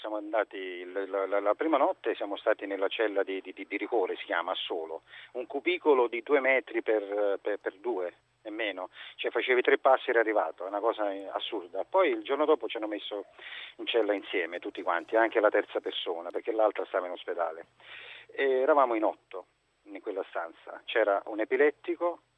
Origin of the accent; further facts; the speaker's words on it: Naples, Campania, Italy; perché noi venivamo da Napoli centro, no? Questa è una zona tipo Forcella, sai quelle cose lì, noi siamo di quella zona proprio del centro